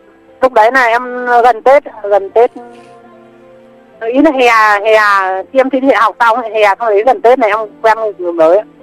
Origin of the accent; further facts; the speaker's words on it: Ninh Binh, Vietnam; also born or lived in Lào Cai; Em quê em Ninh Bình ạ.